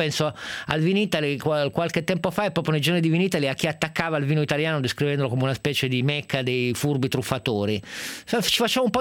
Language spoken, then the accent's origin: Italian; Piedmont, Italy; io sono piemontese, quindi sono un po' partigiano